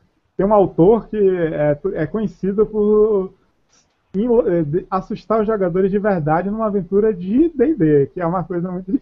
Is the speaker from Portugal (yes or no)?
no; Salvador, Bahia, Brazil; Eu, como soteropolitano da Bahia, toda essa mistura de culturas, eu gosto bastante